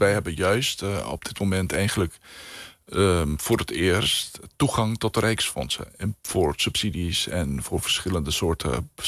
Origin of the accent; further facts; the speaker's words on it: Aruba; Ik woon op Aruba, ik kom uit Aruba, dus mijn familie zit daar al honderden jaren. Dus het is mijn eiland.